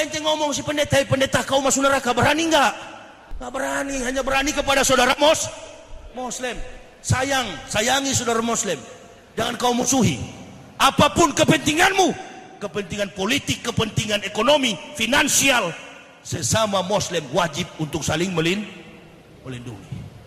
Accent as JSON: {"language": "Indonesian", "town": "Manado", "region": "North Sulawesi", "country": "Indonesia", "tie": "born or raised there", "said": "Kampung saya Manado itu sekarang mayoritas Muslim."}